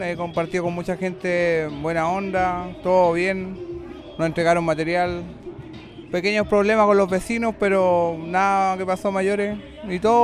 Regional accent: Puente Alto, Santiago Metropolitan, Chile; De Puente Alto.

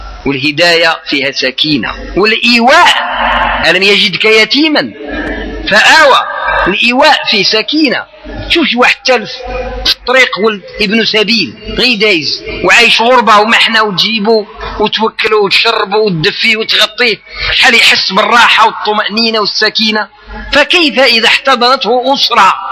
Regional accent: Morocco; ما عندك والو على الدص كما نعبروا احنا مغاربه

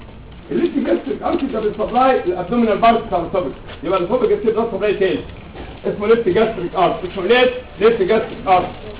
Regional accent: Egypt; مفيش طالب عندنا كمصري مش هنتحمص في الموضوع ده

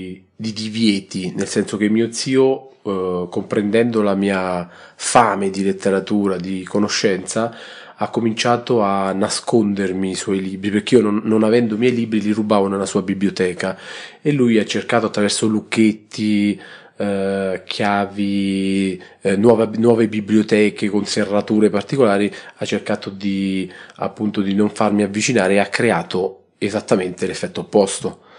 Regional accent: Alatri, Lazio, Italy; born there; sono nato ad Alatri, un paese in provincia di Frosinone, e vengo da una famiglia di insegnanti. Mio padre è stato insegnante di lettere e mia madre di musica.

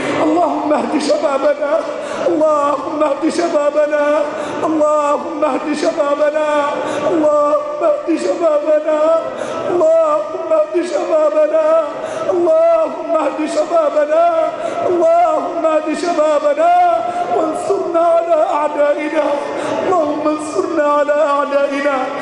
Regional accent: Egypt; اللهم احفظ بلدنا مصر، اللهم احفظ بلدنا مصر

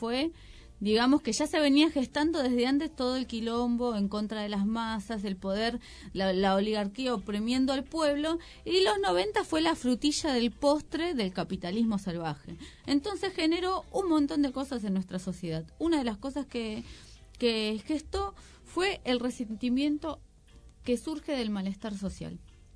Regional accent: Argentina; yo nací en Argentina, soy argentina

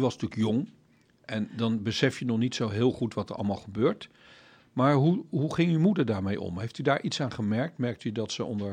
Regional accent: Netherlands; En dan, ja, ik schaam mij toch wel een beetje als een Nederlander.

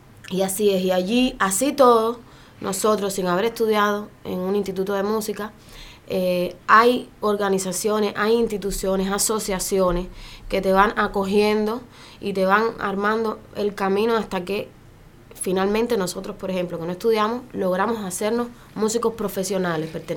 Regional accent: Santa Clara, Villa Clara, Cuba; para nosotros que somos de Santa Clara

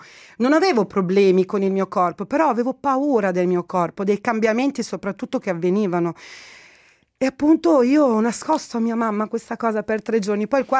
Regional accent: Egypt; now in Italy; Io posso parlare molto bene del mio paese perché lo conosco bene, e anche i dati, insomma, degli egiziani in Italia

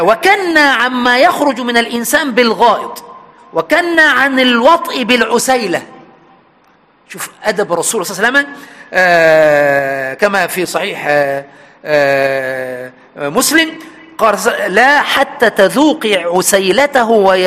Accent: Egypt; عندنا في مصر سبحان وإحنا عيال صغيرة يعني 4 5 6 سنين

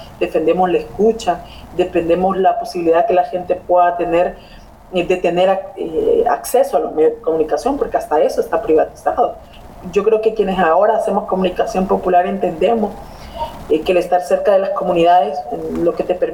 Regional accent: Honduras; Soy periodista hondureña que intenta contar historias que dignifiquen la vida de la gente.

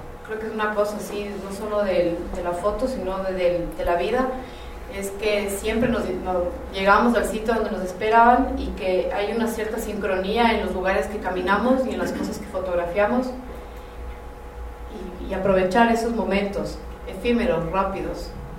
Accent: Ecuador; o así somos los ecuatorianos

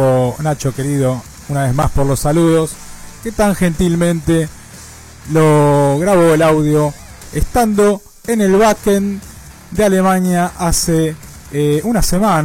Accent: Monte Grande, Buenos Aires Province, Argentina; yo soy de aquí de Monte Grande.

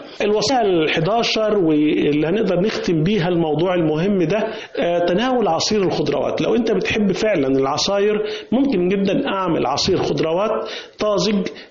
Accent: Egypt; اكله الفول المحببه لينا كمصريين فيها اوميجا 3

